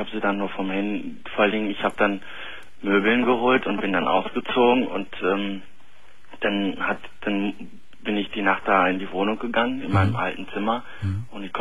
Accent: Turkey; Ich bin Türke.

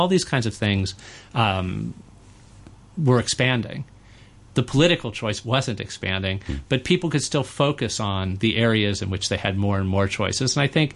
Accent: United States; as an American, I think even things that resonate with an American thing.

